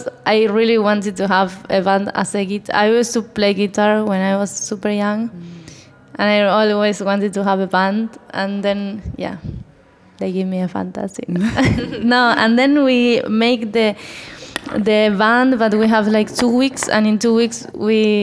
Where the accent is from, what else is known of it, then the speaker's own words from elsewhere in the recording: Argentina; English is a second language; We were living all together in the city. And we are all from Argentina